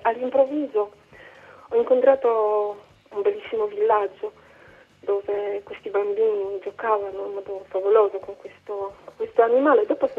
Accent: Poland; Italian is a second language; questo lavoro che parte dal mio paese, la Polonia

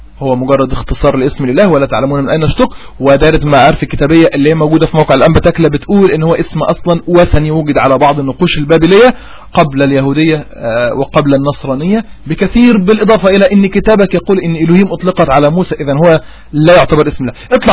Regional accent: Upper Egypt, Egypt; أنا صعيدي والصعيدي ودماغي صارمة

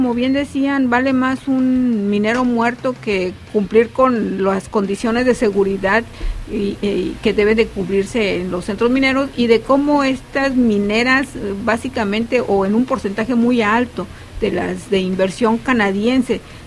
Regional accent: Mexico; que somos nosotros los mexicanos

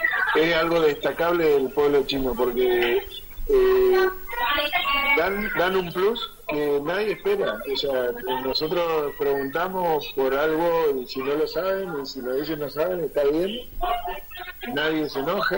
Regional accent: Argentina; No sé si es porque somos argentinos o lo hacemos todo

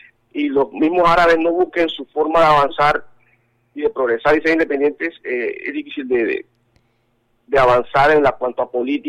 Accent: Colombia; puedo decir que soy un colombo árabe, no puedo decir que soy solamente un colombiano, soy colombo árabe

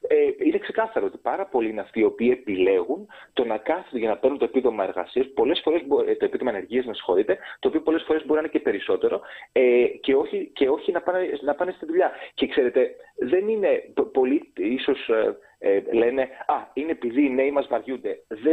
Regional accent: Greece; now in Belgium; στο Βέλγιο, στο οποίο ζω επίσης και 60% του χρόνου μου, γιατί είμαι Έλληνας διασποράς τα τελευταία 10 χρόνια.

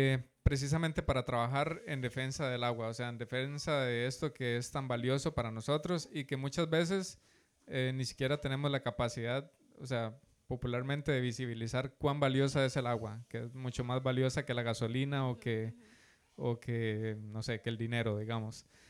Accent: Guasimal, Puntarenas, Costa Rica; soy de Guasimal de Punta Arenas

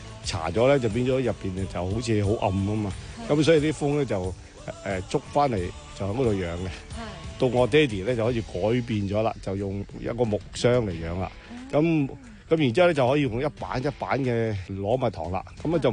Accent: Hong Kong; 因為以前香港是很少人的，我們住一條村，去要去個墟呢我要走半個鐘頭的

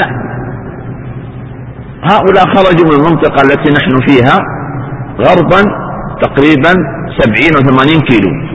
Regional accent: Eastern Province, Saudi Arabia; تجد من بعض الناس عجيبة في منطقة عندنا في الشرقية

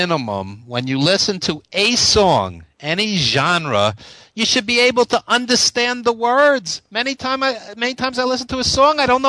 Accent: Brooklyn, New York, United States; accent: Brooklyn; So I have my Brooklyn accent.

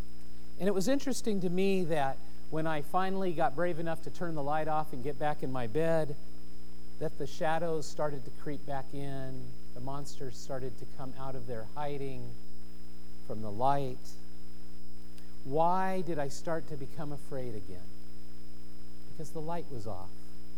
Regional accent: California, United States; Now, we grew up in Southern California, and so we had street lights, and so shadows cast in the room.

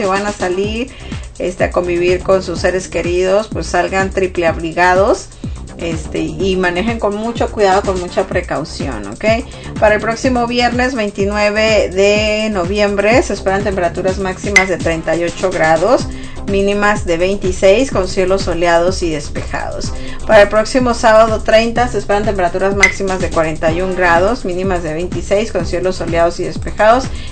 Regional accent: northern Mexico, Mexico; que también está haciendo frío en el norte de México, de donde soy yo.

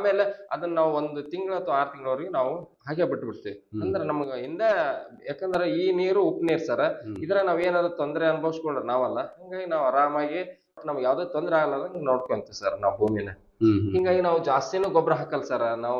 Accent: Karnataka, India; ನಮ್ಮೂರು ಸರ್ ರಾಯಚೂರು ಜಿಲ್ಲೆ

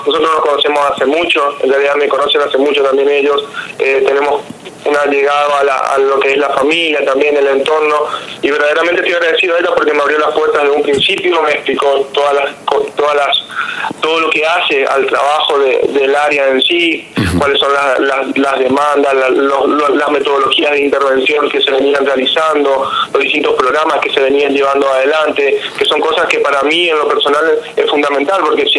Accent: Bellavista, Corrientes, Argentina; yo soy oriundo de Bellavista, he ido a estudiar nomás a Corrientes

